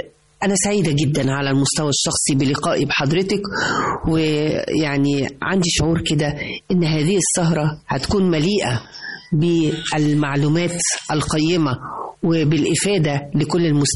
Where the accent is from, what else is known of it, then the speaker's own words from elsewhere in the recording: Egypt; أنا وبكل فخر مصرية. نعم أنا مصرية. نعم